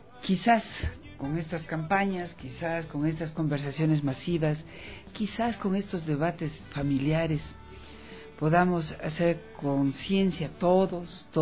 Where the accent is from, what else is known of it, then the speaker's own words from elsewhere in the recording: Ecuador; Para nosotros, los ecuatorianos, no importa si somos quiteños o de dónde seamos